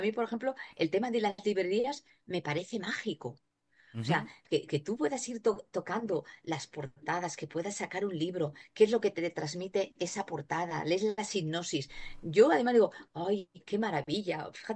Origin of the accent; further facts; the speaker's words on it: Zaragoza, Aragon, Spain; also born or lived in Bilbao; now in Málaga, Spain; yo nací en Bilbao, en el norte de España, mi padre era vasco, ya no está entre nosotros, ya está en otro plano, mi madre extremeña, yo me he criado en Zaragoza y bueno, me siento muy malagueña, llevo muchos años en Málaga.